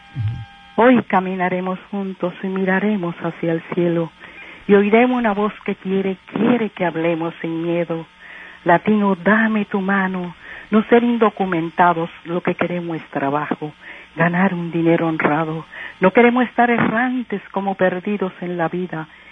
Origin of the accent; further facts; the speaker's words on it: Cuba; moved away; Yo soy cubana.